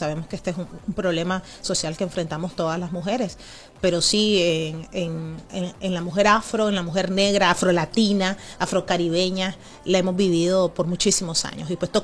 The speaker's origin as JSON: {"language": "Spanish", "country": "Nicaragua", "tie": "born there", "said": "Cuando yo inicié en el mundo del periodismo, en el mundo de la televisión, en mi país natal, Nicaragua"}